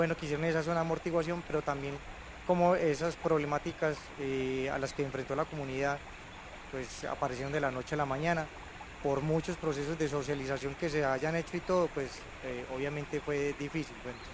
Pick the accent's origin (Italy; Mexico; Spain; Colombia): Colombia; Medellín, Antioquia; vengo de Medellín, y en Medellín me tocó ver suceder varios asuntos relacionados como con la protección de áreas